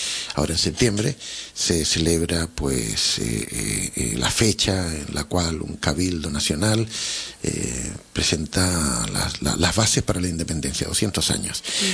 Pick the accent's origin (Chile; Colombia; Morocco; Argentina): Chile; yo como chileno y uno de cualquier otro sitio de Sudamérica, pues mira, somos sudamericanos